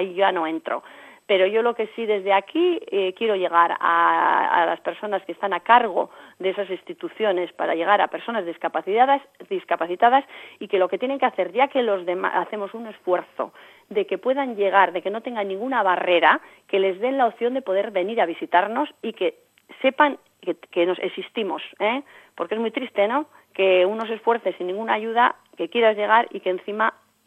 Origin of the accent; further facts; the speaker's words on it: Artziniega, Basque Country, Spain; pues primero yo soy de Artziniega